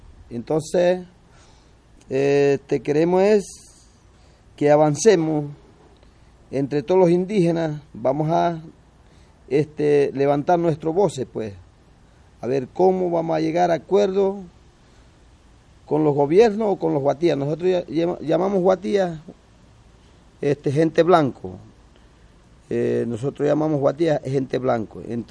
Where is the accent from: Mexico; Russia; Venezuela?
Venezuela; Zulia; de la Sierra Perijá, de aquí de Zulia. Yo soy de Zulia. Nosotros pertenecemos a Zulia y somos de la Sierra Perijá